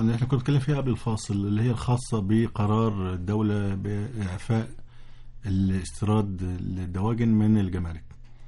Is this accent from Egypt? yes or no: yes; Egypt; إحنا كمصريين ضحك علينا فترة من الفترات